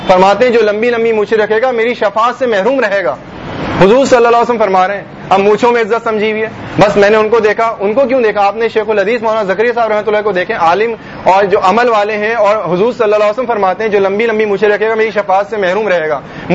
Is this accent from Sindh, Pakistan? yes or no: yes; Hyderabad, Sindh, Pakistan; born there; حیدرآباد میں بھی ایک ببر شیر تھا, میں بھی حیدرآباد کی میری پیدائش ہے